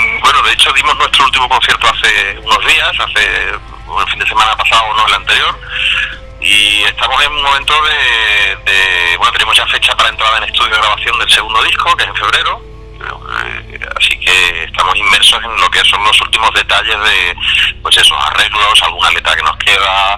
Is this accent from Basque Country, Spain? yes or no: no; Cádiz, Andalusia, Spain; nosotros somos de Cádiz, pero tenemos muchos y muy buenos amigos en Sevilla.